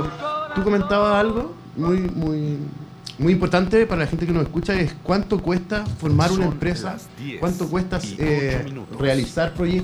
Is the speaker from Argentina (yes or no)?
no; Puente Alto, Santiago Metropolitan Region, Chile; Yo hoy día ando por la vida diciendo que soy de Puente Alto.